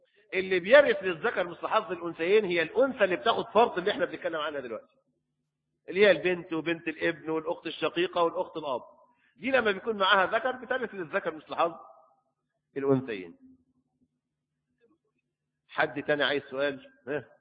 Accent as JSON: {"language": "Arabic", "country": "Egypt", "said": "لكن القانون عندنا في مصر وقول الأئمة الأربعة"}